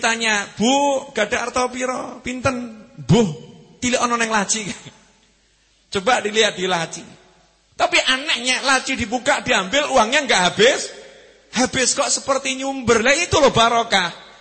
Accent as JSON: {"language": "Indonesian", "region": "Java", "country": "Indonesia", "said": "Cuman kita orang Jawa lebih seneng bahasa Indonesia."}